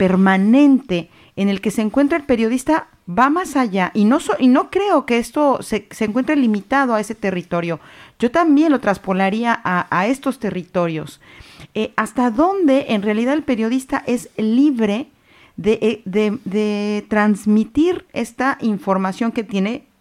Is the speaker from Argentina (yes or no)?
no; Mexico; Yo soy de origen mexicano